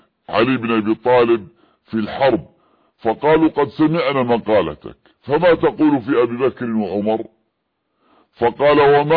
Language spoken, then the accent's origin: Arabic; Yemen; عندنا في اليمن